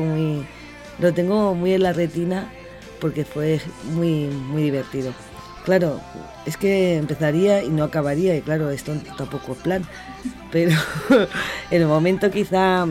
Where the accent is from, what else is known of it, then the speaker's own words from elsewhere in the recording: Huertapelayo, Castilla-La Mancha, Spain; pude hablar yo de mi querido Huerta Pelayo, mi pueblo